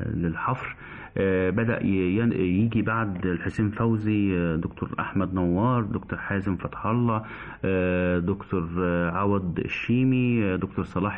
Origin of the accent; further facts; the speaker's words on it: Egypt; ودي عادتنا كمصريين